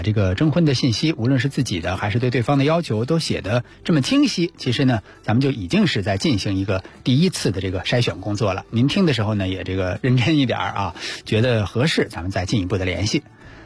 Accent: Beijing, China; 咱们北京人自己自称啊，就北京大妞啊

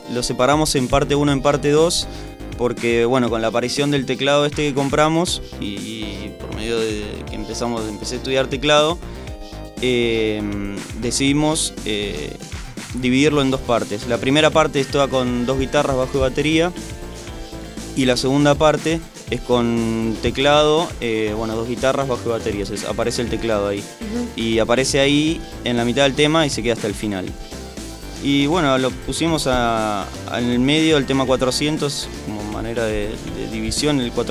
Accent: Mar del Plata, Buenos Aires Province, Argentina; Marplatense. Esta banda, bueno, empieza en el 2006. Somos todos de Mar del Plata.

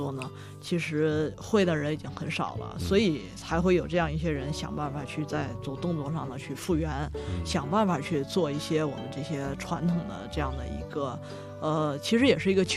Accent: Northeast China, China; 我是东北人。那我从小生长在这个白山黑水之间。那么其实我从小就会玩一些冰上和雪上的项目。那么后来又学了历史专业。

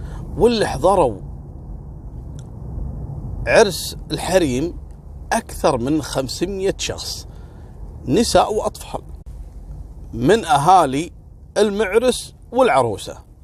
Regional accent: Kuwait; سبحان الله، مثل ما حصل عندنا في الكويت التدافع هذا

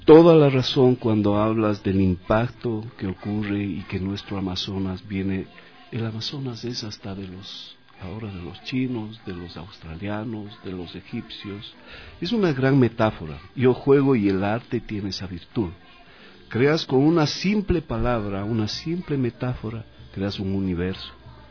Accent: Girón, Azuay, Ecuador; Yo, de muy niño, yo soy de Cuenca, de la ciudad de Girón

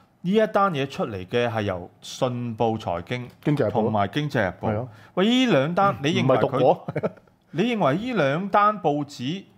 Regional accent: Hong Kong; 你食飯你嘅事啊，關我哋香港人咩事啫？

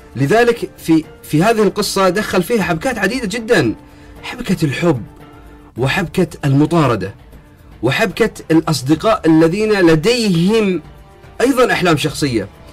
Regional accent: Bahrain; مثل الغواصين عندنا في البحرين كانوا يغوصون إلى أعماق البحار

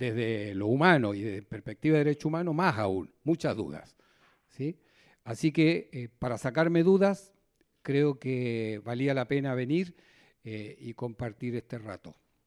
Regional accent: Santiago, Santiago Metropolitan Region, Chile; moved away as an adult; now in Argentina; Yo soy chileno y soy santiaguino y tengo dos barrios en mi cabeza, en mi piel, en mi corazón, en mi olfato, ¿no? En mis oídos.

